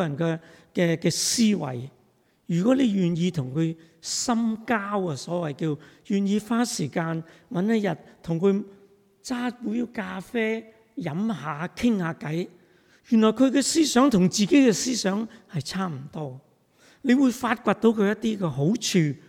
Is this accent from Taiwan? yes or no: no; China; 我們中國人有句很有趣的說話，曹操都有什麼知心友，是不是？